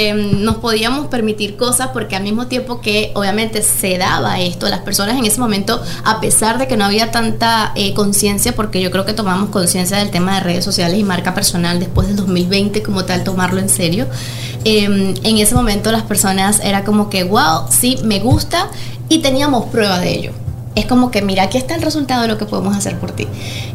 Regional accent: Caracas, Capital District, Venezuela; Venezolana, caraqueña.

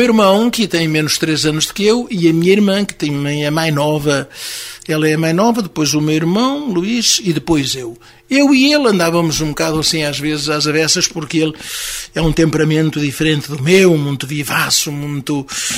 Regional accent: Vinhó, Centro, Portugal; born there; O meu pai era de Vinhó e eu também nasci em Vinhó.

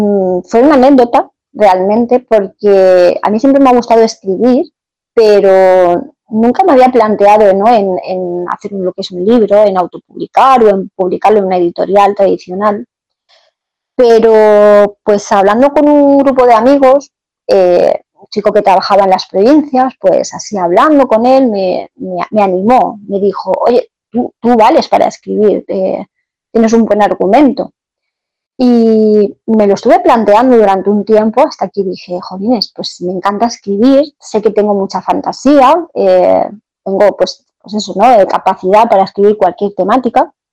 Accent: Valencian Community, Spain; soy una escritora valenciana a la que le encanta juntar letras para crear historias.

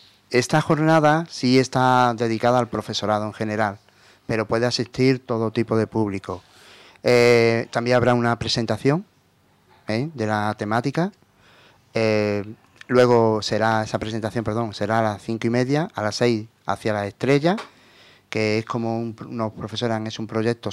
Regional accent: Jerez de la Frontera, Andalusia, Spain; Mi idea, y ustedes que soy de Jerez, y yo también, siempre lo he dicho

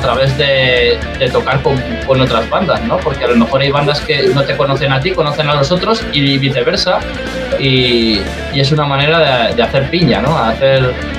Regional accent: Valencia, Valencian Community, Spain; now in Madrid, Spain; O sea, yo soy de Valencia, conozco un montón de grupos valencianos

